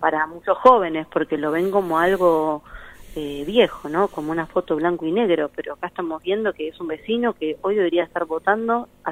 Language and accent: Spanish; Buenos Aires, Argentina; yo soy de Pompeya